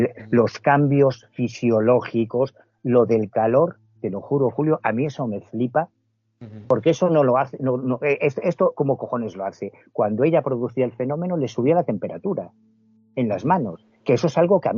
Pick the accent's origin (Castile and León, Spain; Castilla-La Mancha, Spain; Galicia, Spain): Galicia, Spain; A Coruña; yo soy de La Coruña